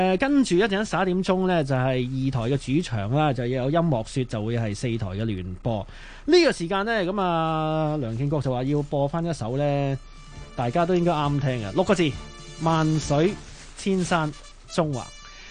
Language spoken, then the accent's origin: Cantonese; Hong Kong; 我哋香港人